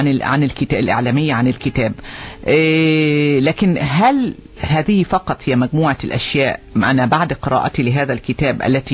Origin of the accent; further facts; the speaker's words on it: Oman; بالنسبة لأجيالنا بصفة خاصة كعمانيين، لأننا لم نرى أو لم نعيش زنجبار ما قبل الانقلاب.